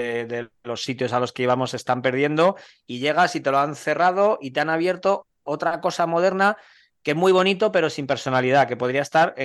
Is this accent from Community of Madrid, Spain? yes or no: yes; Madrid, Community of Madrid, Spain; yo soy de madrileño y llevo aquí toda mi vida